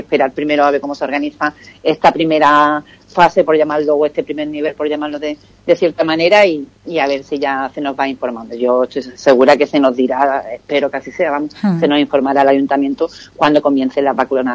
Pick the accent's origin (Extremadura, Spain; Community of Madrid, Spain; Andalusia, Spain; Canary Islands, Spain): Andalusia, Spain; Ubrique; Así que yo le deseo a mi pueblo mucha salud y que sigamos también creciendo como personas y aportando, ¿no?, individualmente, pues, a la sociedad ubriqueña